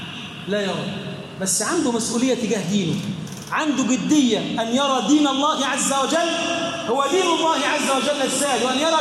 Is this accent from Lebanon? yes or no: no; Egypt; بلدنا مصر بلدا امنا مطمئنا، سخاء رخاء